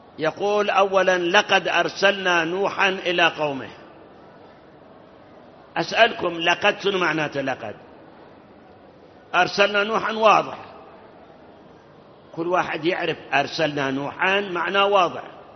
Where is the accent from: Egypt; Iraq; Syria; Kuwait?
Iraq; وأكو مثل عندنا بالعراق